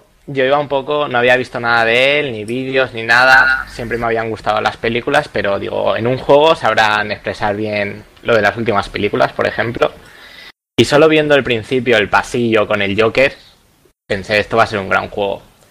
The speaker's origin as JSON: {"language": "Spanish", "town": "La Eliana", "region": "Valencian Community", "country": "Spain", "said": "soy de Valencia, de un pueblecito llamado La Liana. Tengo 24 años."}